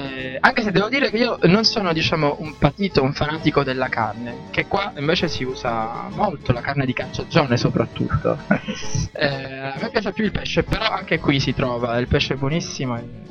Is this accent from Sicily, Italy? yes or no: yes; Palermo, Sicily, Italy; Io sono cresciuto a Palermo e quindi mi manca tutto questo.